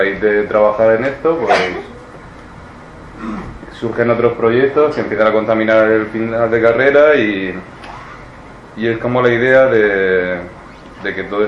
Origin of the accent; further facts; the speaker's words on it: Murcia, Region of Murcia, Spain; Miguel y yo somos amigos de Murcia de toda la vida